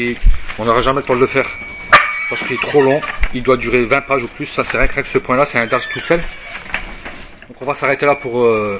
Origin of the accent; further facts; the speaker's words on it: France; même si je suis de France.